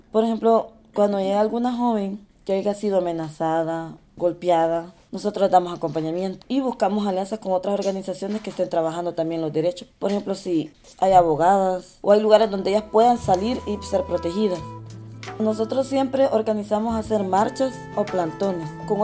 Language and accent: Spanish; El Salvador; vengo del grupo Semillas de Libertad y soy del Salvador.